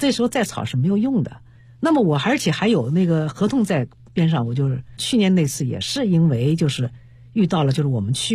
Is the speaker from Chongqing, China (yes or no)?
no; Hangzhou, Zhejiang, China; 比如像我家乡杭州简直就跟天堂一样，